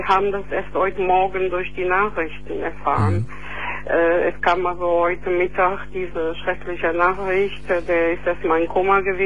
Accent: Matera, Basilicata, Italy; now in Neuss, Germany; Ich komme aus der zweitälteste Stadt Italien, Matera. Das sind gerade 2000 Kilometer von Neuss bis dorthin.

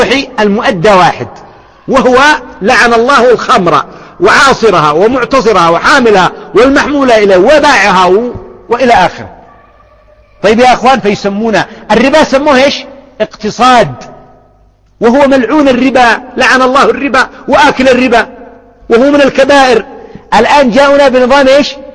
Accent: Yemen; الآن النساء يشجعنه عندنا في اليمن

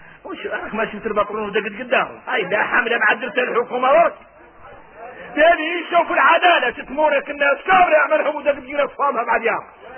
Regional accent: Mauritania; احنا موريتاني تعودنا من الليل والسنين

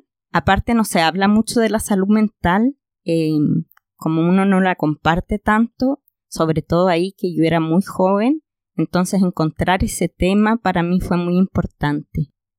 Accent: Concepción, Biobío, Chile; Yo iba caminando por Concepción, yo soy de Conce

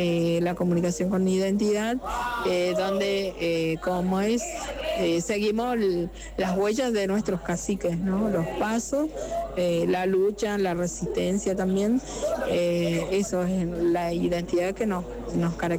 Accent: Pampa del Indio, Chaco, Argentina; soy oriunda de Pampa del Indio, Chaco, Argentina.

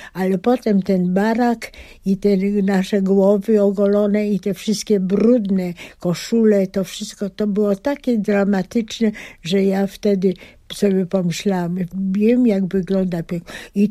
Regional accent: Pabianice, Łódź Voivodeship, Poland; also born or lived in Biała; Ja urodziłam się na wsi w Białej koło Zgierza i to była właśnie początek mojego życia. Potem ze względu na szkoły rodzice postarali się przenieść do Pabianic, bo córki już dojrzały i jeszcze nadawały do pójścia do gimnazjum. No i ja oczywiście chodziłam do szkoły już w Pabianicach.

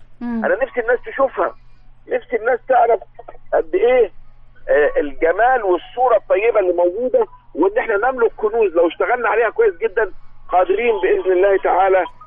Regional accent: Egypt; يعني احنا نستحق ان احنا نقول فعلا احنا مصريين

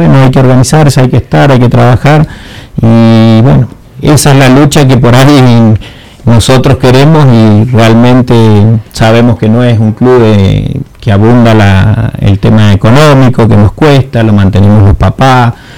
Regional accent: Argentina; de que podamos nosotros como argentinos, como club y bueno, y como sociedad

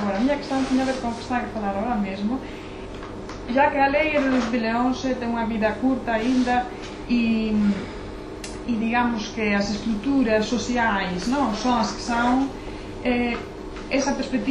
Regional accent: Spain; Eu penso que na, eu sou da Espanha, temos um grande problema de violência doméstica

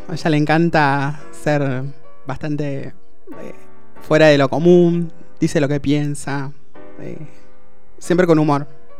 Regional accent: La Plata, Buenos Aires Province, Argentina; also born or lived in Posadas, Argentina; Soy de La Plata, nacido en La Plata. Viví un tiempo en Misiones, en Posadas, y después retorné.

